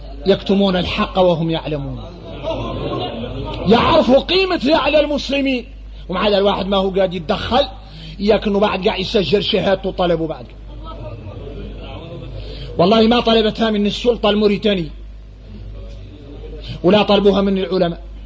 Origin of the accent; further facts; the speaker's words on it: Mauritania; نحن موريتاني